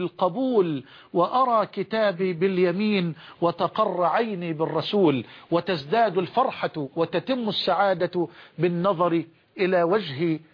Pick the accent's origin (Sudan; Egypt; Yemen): Egypt; عندنا في مصر بيقولوا عجلة برا اللي هي البايسكل